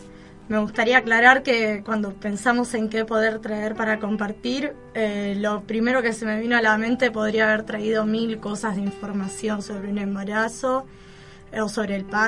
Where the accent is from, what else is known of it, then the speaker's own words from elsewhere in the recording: Argentina; Por lo menos la nacionalidad, de decir somos argentinos igual que Vanina.